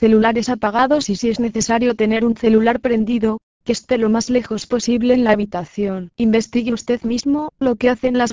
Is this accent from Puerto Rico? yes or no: yes; Puerto Rico; Una experiencia personal, por lo menos en Puerto Rico, de donde soy, es algo que he notado que no pasaba hace 20 años.